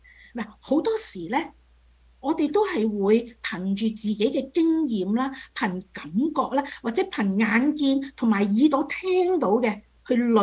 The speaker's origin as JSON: {"language": "Cantonese", "country": "China", "said": "有些像我們中國人有一句說話，善有善報，惡有惡報，若然未報呢，是時辰未到。"}